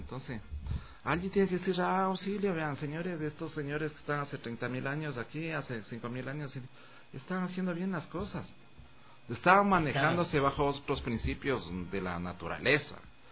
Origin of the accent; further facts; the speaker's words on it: Calacalí, Pichincha, Ecuador; ahí estoy yo con mi pueblo ahí. Con mi pueblo de Calacalí, incrustado en el centro del mundo